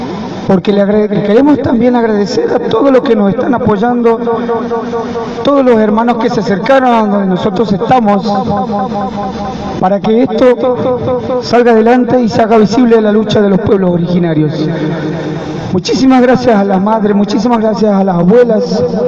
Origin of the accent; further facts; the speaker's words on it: Jujuy, Argentina; now in Buenos Aires, Argentina; nos vinimos desde Jujuy hasta aquí